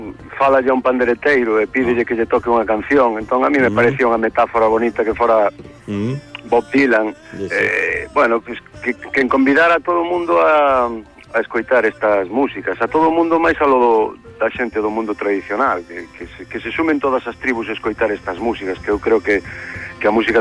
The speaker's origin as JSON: {"language": "Galician", "town": "A Coruña", "region": "Galicia", "country": "Spain", "tie": "born there", "said": "presentei o disco na miña cidade. Eu son coruñés de nacemento"}